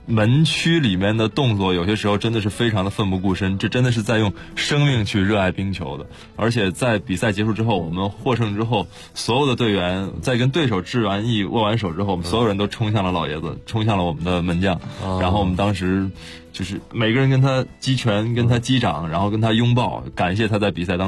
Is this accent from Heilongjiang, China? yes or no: yes; Harbin, Heilongjiang, China; 就在我的家乡哈尔滨，在哈尔滨。